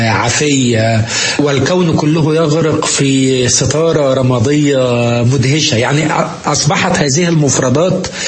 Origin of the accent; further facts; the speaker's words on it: Egypt; لأنه يعني زي ما عندنا في مصر